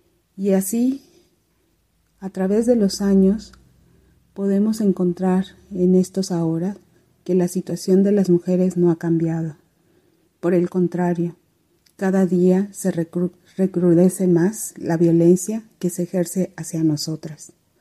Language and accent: Spanish; Hopelchén, Campeche, Mexico; Soy indígena maya de Jopelchen, Campeche, en la península de Yucatán.